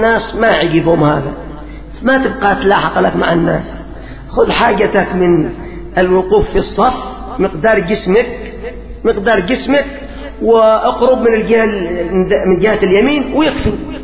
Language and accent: Arabic; Yemen; في الوقت الراهن عندنا في اليمن خصوصا في المحافظات الشمالية